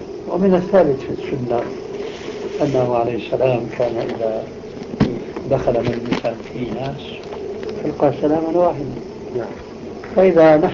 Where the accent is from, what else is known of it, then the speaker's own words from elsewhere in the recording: Levant, Syria; كما يقول العامة عندنا في الشام